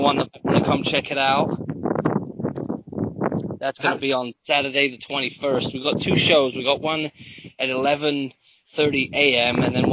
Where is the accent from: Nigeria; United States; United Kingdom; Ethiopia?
United Kingdom; England; moved away; Didn't believe that I was from England.